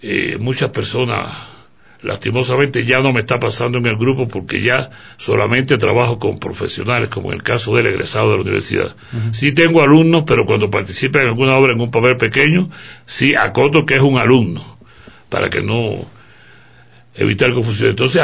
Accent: Cuba; now in Ecuador; Y aunque yo soy cubano, esta obra es netamente ecuatoriana, está dedicada al pasillo.

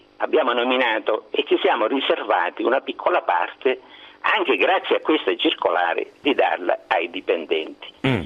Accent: Comiso, Sicily, Italy; io non so se lei ha sentito parlare del mio paese, Comiso.

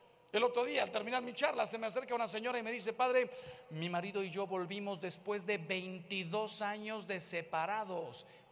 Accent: Mexico; El señor Trump no sabe que si hace un muro, los que salimos ganando somos los mexicanos.

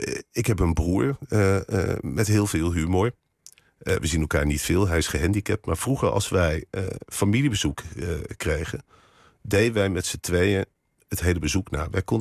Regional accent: Arnhem, Gelderland, Netherlands; ik ben ook Arnhemmer, zo voel ik me. Ja. En ik zat in Arnhem op school. En we hadden vroeger tegenover het Vitesse stadion gewoond, mijn ouders.

